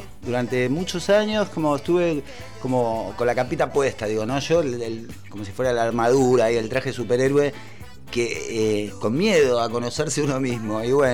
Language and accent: Spanish; Isidro Casanova, Buenos Aires Province, Argentina; also born or lived in Rafael Castillo; nací en el capital, en Parque Patricios. Después, bueno, la circunstancia de la vida, vivimos como... Solo vivíamos en el sur, en zona oeste. Rafael Castillo, primero que yo no me acuerdo porque era bebé, pequeño. Y después Isidro Casanova, ahí sí me acuerdo porque fue hasta los 8 o 9 años.